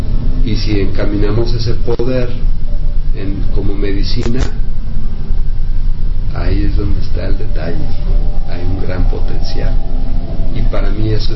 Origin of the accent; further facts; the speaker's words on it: Mexico; pero la tengo en mi espíritu, soy mexicano, ¿sí?